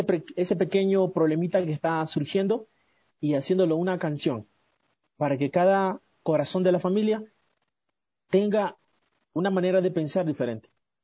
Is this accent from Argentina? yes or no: no; Esmeraldas, Ecuador; now in Quito, Ecuador; Me encuentro en la capital, pero soy de Esmeralda, de la provincia verde, de allá nomás.